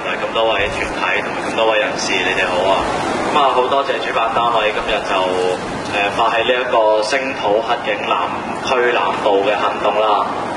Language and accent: Cantonese; Hong Kong; 我認為我哋香港人唔應該因為派別而去企出嚟